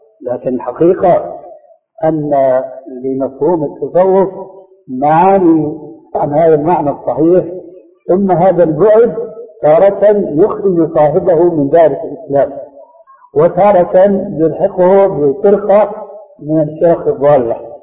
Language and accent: Arabic; Syria; تلقفها بعض العامة عندنا في سوريا